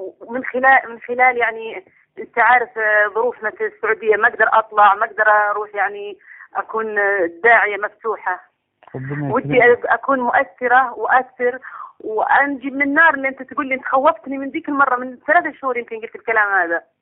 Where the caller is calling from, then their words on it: Riyadh, Riyadh Province, Saudi Arabia; أنا من السعودية من الرياض